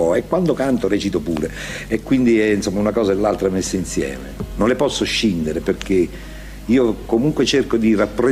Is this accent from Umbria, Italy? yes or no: no; Apulia, Italy; no, guarda, sono siciliano, pugliese. Insomma, alla fine ho scoperto che siciliano era più importante del pugliese, e così sono passato per siciliano.